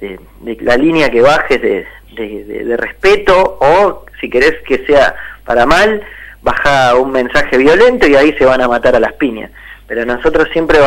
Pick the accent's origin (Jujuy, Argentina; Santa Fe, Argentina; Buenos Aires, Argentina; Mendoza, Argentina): Buenos Aires, Argentina; De Villaluro.